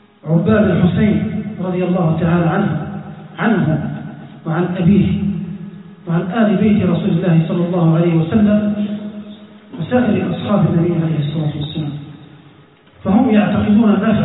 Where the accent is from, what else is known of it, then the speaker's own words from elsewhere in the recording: Libya; حتى في بلادنا ليبيا